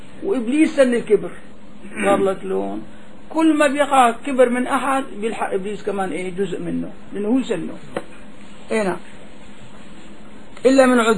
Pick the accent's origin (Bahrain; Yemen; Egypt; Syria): Syria; Damascus, Damascus Governorate; هون عنا ما بيعملوا هون عنا لحد ما فيه كله شق عندنا في دمشق كله شق